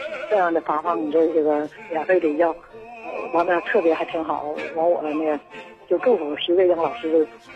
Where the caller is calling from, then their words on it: Nehe, Heilongjiang, China; 我是黑龙江省讷河市的朋友。